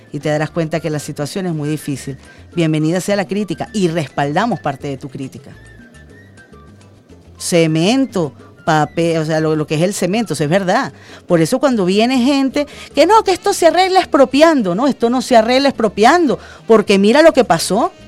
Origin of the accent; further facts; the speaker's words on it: Venezuela; todos somos venezolanos